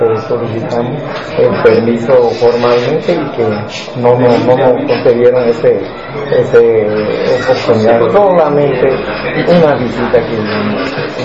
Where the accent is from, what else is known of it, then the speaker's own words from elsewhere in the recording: Panama; nosotros somos como panameño y como originario